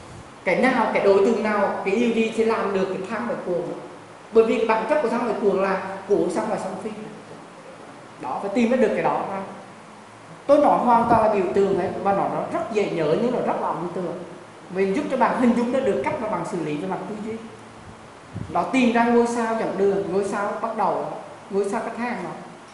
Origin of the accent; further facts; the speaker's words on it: Da Nang, Vietnam; Và tôi ở biển, tôi là người Đà Nẵng cho nên tôi rất mê cái gọi là hải đăng.